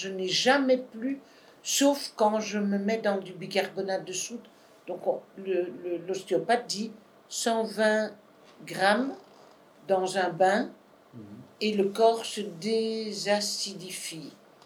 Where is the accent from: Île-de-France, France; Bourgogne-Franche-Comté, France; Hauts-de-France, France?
Hauts-de-France, France; Je suis du Nord.